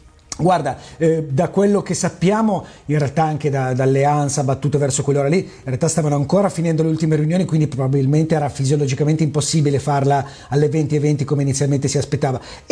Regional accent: Biella, Piedmont, Italy; born there; Io sono nato a Biella, dove è nata la prima TV libera all'epoca

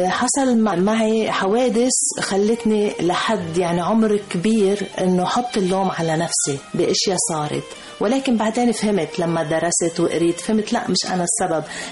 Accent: Lebanon; moved away; قبل ما طلعنا من لبنان قلت له لجوزي أنا حابة أزور لبنان، كل شقفة من لبنان لازم أروح أزورها

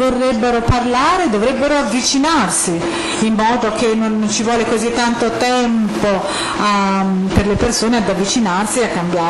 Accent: United States; Italian is a second language; Forse perché sono americana, io credo che il termine è stato creato negli Stati Uniti

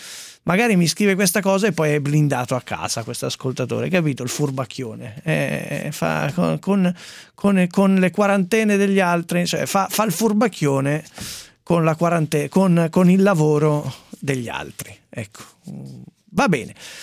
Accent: Abruzzo, Italy; Ecco, mi interessa anche da abruzzese.

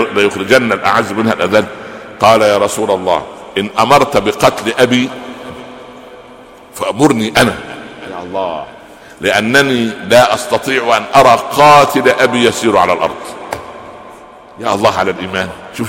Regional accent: Minya Governorate, Egypt; البهنسة دي عندنا في المنيا في الصعيد

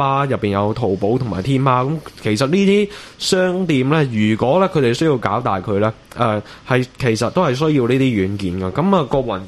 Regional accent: Hong Kong; 我哋香港人叫個業務嘅。

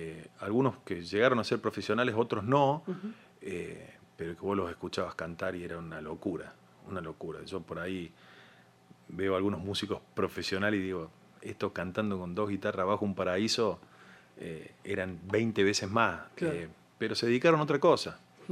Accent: Córdoba, Argentina; mi papá es santiagueño y uh-huh. es como que me crié entre santiagueños, básicamente, en Córdoba

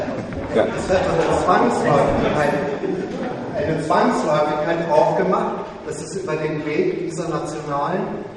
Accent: Rhineland, Germany; das muss ich mal als Rheinländer sagen

